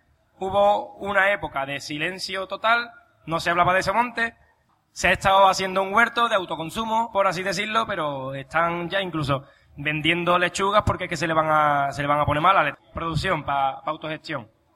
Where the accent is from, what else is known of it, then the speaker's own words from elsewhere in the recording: Palma del Río, Andalusia, Spain; yo soy de Palma del Río, el pueblo donde está la finca de Somonte